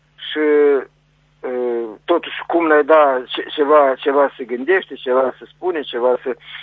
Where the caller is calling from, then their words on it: Criuleni, Criuleni District, Moldova; Acum sunt de la Criuleni, în principiu sunt la Chișinău, dar sunt la Criuleni acum.